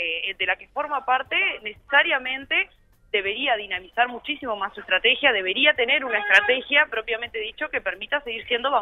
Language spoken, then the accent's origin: Spanish; Montevideo, Uruguay; nosotros somos de Montevideo y venimos a invadir su ciudad con este Congreso Nacional de Delegados